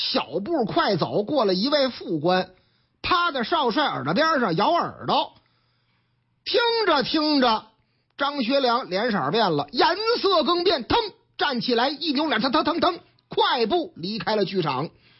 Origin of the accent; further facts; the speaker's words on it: Northeast China, China; 我老家东北，李玉和同志呢，我东北老乡